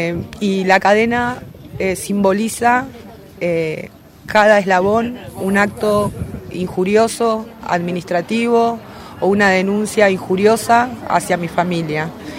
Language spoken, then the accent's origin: Spanish; Argentina; que se me reconozca como madre argentina, madre de 5 hijos que fueron instruidos y formados en el pueblo, como familia humilde y trabajadora